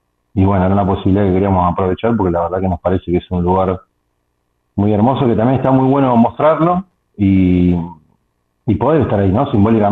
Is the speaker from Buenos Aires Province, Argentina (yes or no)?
yes; Haedo, Buenos Aires Province, Argentina; now in Lomas de Zamora, Argentina; yo soy oriundo de la ciudad de Aedo, pero unos 20 días antes de la pandemia me vine para Lomas de Zamora y bueno, quedé acá, quedé atrapado en esa pandemia y quedé después definitivamente acá.